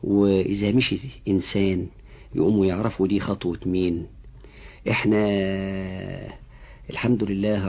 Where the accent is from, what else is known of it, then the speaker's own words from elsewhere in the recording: Egypt; ونحمد ربنا ان احنا من مصر.